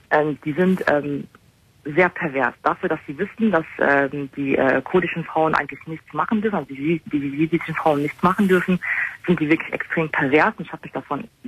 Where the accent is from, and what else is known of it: Germany; born there